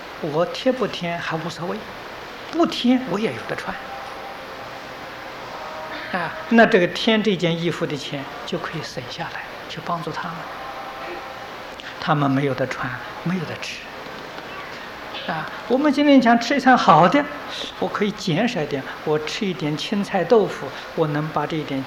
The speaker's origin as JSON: {"language": "Chinese", "country": "Taiwan", "said": "今天我们台湾人的生活比大陆同胞生活过得好得太多太多了。"}